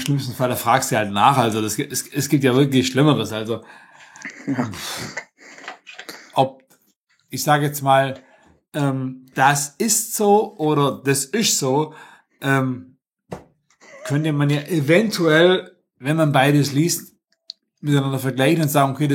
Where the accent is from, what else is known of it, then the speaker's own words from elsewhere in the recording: Stuttgart, Baden-Württemberg, Germany; ich bin aus Stuttgart direkt, könnte man so nennen. Also ich bin ein Schwabe, kann man leider nicht anders sagen